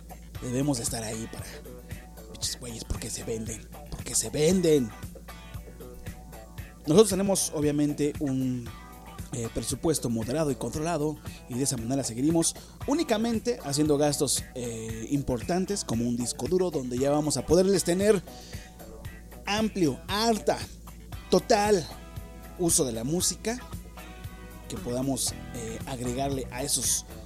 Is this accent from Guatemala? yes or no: no; Mexico City, Mexico; Somos del DF, casi casi una deidad.